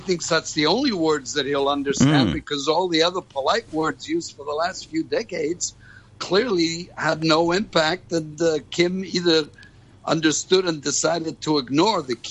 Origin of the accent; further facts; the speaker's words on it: New York City, New York, United States; So, and as a New Yorker, you know, if you're threatened and you threaten back, and then you get threatened again, it escalates.